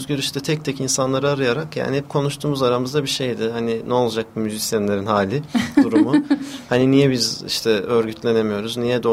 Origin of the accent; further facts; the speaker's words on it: Maden, Elazığ, Turkey; Çocukluğum Elazığ'ın kasabasında geçti benim, Maden diye bir kasabasında.